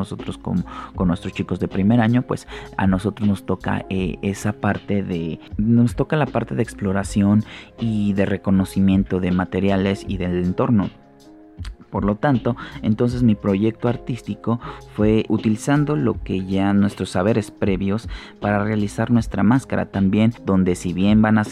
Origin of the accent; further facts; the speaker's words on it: Mexico City, Mexico; yo no soy de Jojutla, Morelos, pero yo soy de la Ciudad de México y me han adoptado muy bien.